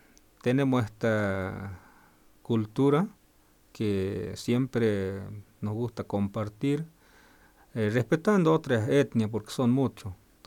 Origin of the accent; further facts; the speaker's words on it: Argentina; somos, digamos, de la Argentina, y siempre pienso y algunos no pueden llegar a donde estamos, y en realidad somos mucha etnia.